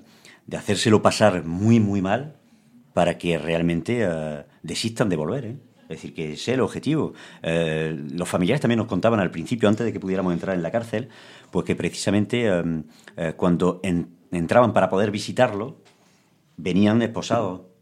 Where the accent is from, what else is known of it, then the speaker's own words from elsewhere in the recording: Spain; nosotros, un pueblo como el español, que ha sido un pueblo de inmigrantes